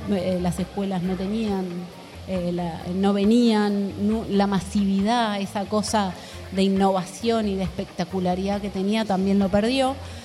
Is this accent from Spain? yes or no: no; Argentina; recuperar toda esa identidad como argentinos y argentinas